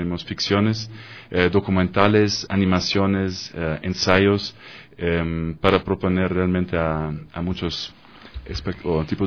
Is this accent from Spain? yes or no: no; Germany; Spanish is a second language; como alemán, nosotros desde niñez tenemos casi un bombardeamiento de películas que tenemos que ver, es una obligación